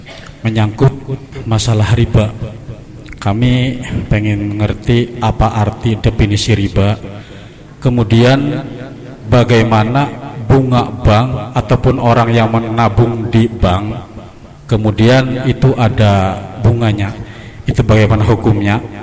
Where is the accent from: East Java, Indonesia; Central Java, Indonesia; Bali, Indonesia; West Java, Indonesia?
Central Java, Indonesia; Brebes; khususnya di daerah saya ataupun di Brebes lah